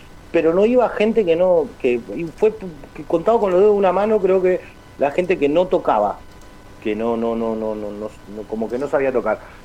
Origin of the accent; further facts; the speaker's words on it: Montevideo, Uruguay; yo me crié en Malvin Norte. Malvin Norte y raíz entre Malvin Norte y la Cruz de Carrasco.